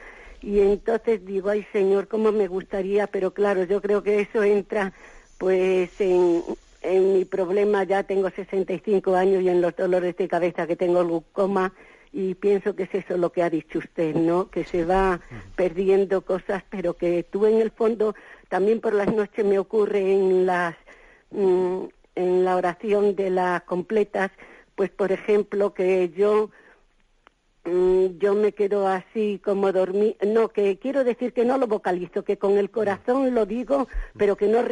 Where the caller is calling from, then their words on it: Madrid, Community of Madrid, Spain; de Madrid.